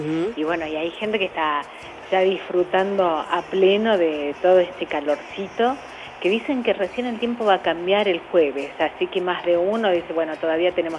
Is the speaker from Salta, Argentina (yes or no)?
yes; Salta, Argentina; De Salta Capital, sí.